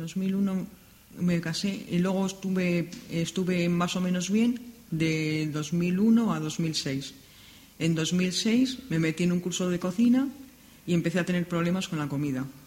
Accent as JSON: {"language": "Spanish", "town": "Madrid", "region": "Community of Madrid", "country": "Spain", "tie": "born or raised there"}